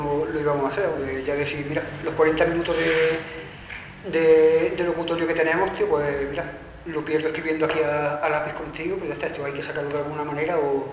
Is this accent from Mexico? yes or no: no; Córdoba, Andalusia, Spain; en Córdoba, de donde vengo